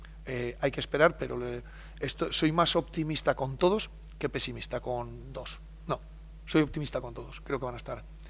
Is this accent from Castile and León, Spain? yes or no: yes; Soria, Castile and León, Spain